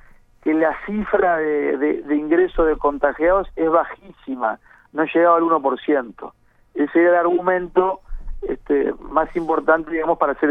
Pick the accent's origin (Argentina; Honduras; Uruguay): Uruguay; Maldonado; Nosotros que somos de Maldonado sabemos perfectamente